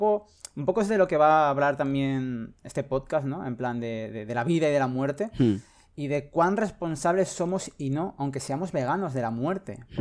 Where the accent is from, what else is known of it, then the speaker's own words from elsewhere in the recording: Zaragoza, Aragon, Spain; born there; Para mi ciudad natal